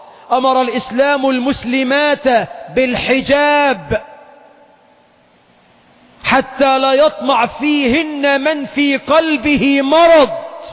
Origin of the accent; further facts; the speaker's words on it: Egypt; عندنا في مصر أكثر من 12 مليون عانس